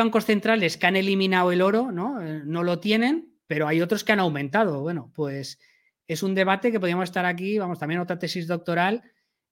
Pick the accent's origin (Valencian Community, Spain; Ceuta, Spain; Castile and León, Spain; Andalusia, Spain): Valencian Community, Spain; Castellón de la Plana; yo soy de Castellón, ¿vale? En Castellón los precios no han subido nada desde la crisis.